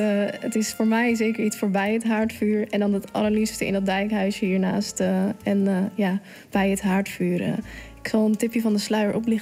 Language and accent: Dutch; Zeeland, Netherlands; dat zou ik als echte Zeeuw zeggen